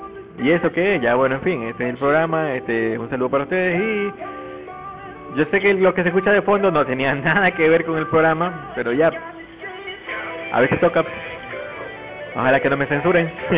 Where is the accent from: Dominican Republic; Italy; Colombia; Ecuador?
Ecuador; Durán, Guayas; mis amigos allá en mi tierra natal en Durán, en mi tierra natal Durán aquí